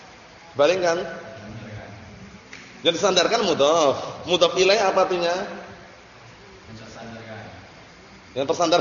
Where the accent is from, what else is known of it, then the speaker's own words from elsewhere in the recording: Indonesia; Karena kita bukan orang Arab. Kita ini orang Indonesia.